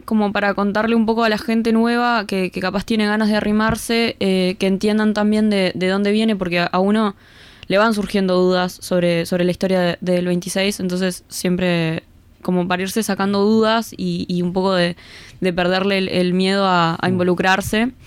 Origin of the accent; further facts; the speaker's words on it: Montevideo, Uruguay; La mayoría somos de Montevideo, entonces siempre es bueno intercambiar con gente del interior